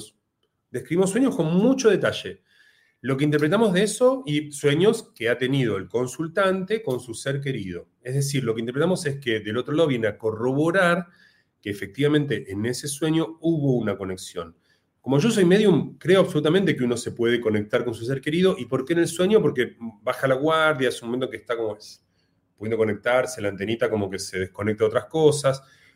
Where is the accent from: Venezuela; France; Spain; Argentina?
Argentina; argentino.